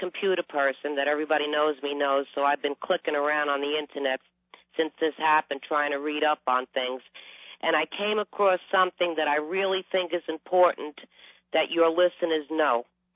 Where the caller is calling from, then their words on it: Pennsylvania, United States; in Pennsylvania.